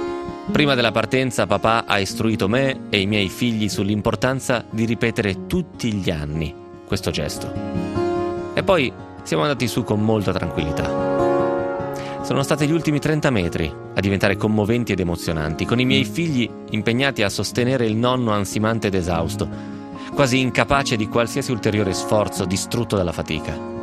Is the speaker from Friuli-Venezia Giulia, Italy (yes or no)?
no; Novara, Piedmont, Italy; born there; fossi nato in India probabilmente non direi così. Però sono nato a Novare, che ci posso fare?